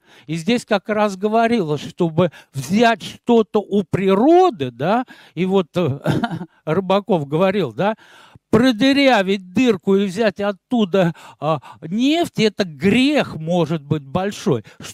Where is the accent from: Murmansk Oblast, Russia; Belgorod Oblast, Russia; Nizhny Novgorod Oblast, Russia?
Nizhny Novgorod Oblast, Russia; Arzamas; born there; я родился в Арзамасе